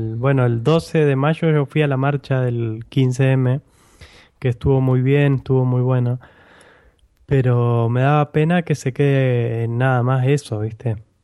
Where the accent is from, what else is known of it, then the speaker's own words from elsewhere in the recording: Argentina; moved away; yo porque soy argentino y acostumbrado a las marchas argentinas